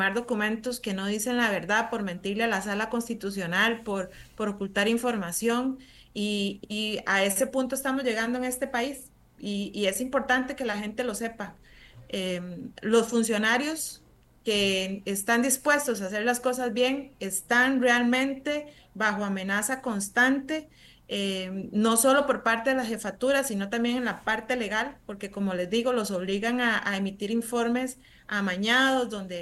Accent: Pérez Zeledón, San José, Costa Rica; somos coterráneos, los dos somos de Pérez Zeledón, nos conocemos hace muchos años.

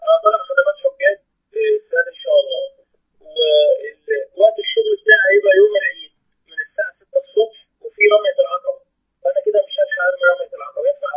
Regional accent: Upper Egypt, Egypt; انا من الصعيد وزي ما انت حضرتك عارف ان احنا عندنا الصوفيه والتشريع بشكل كبير

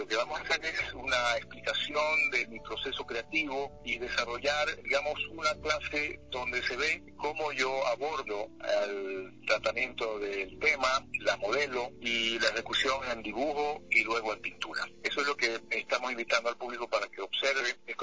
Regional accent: Ecuador; obviamente soy ecuatoriano

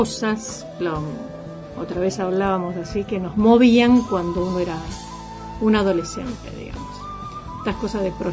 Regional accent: Mar del Plata, Buenos Aires Province, Argentina; que tengo que decir que soy marplatense como el vicepresidente.

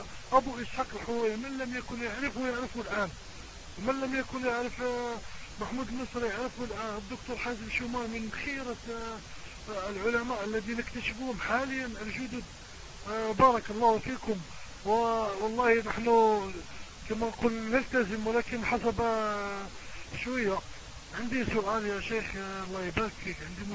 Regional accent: Morocco; نحن من المغرب نتكلم ونبلغ سلامنا الحار الى جميع الشعوب العربية

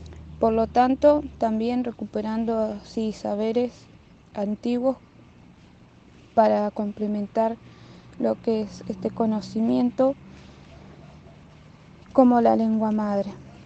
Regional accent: El Hoyo, Chubut, Argentina; born there; now in Comodoro Rivadavia, Argentina; yo nací en El Hoyo y ahora vivo en Comodoro Rivadavia, en la parte de lo que es el mar

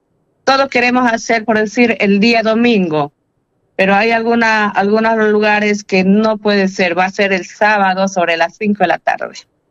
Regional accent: Bolivia; para que nosotros como bolivianos hagamos ver la realidad que está pasando en nuestro país

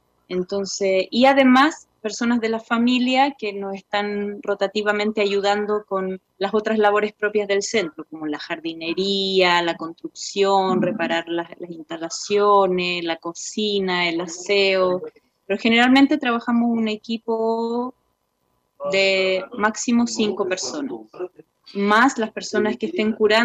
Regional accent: Chile; como buena chilena, extraño un poquito a veces las montañas, los cerros y como el, ese horizonte que nos da, sí, para los que nacemos cerca de las montañas

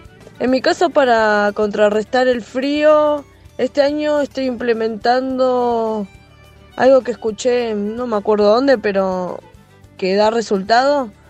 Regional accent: Quilmes, Buenos Aires Province, Argentina; de Quilmes.

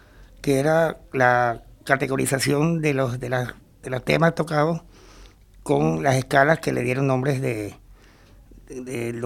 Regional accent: Venezuela; yo soy venezolano y Venezuela la llevo yo por dentro. No, yo no necesito ir a Venezuela para sentir Venezuela. Yo soy parte de Venezuela.

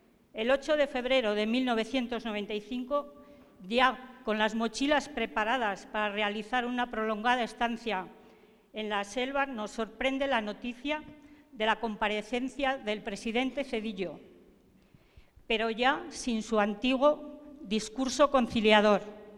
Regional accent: Zaragoza, Aragon, Spain; vengo de Zaragoza, de España

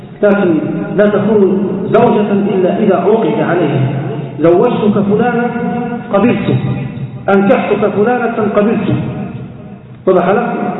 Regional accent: Libya; يصير الطلاق عندنا في ليبيا كل 3 دقائق

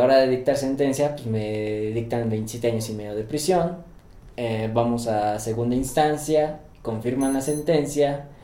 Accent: Mexico City, Mexico; tengo 29 años, soy de la Ciudad de México.

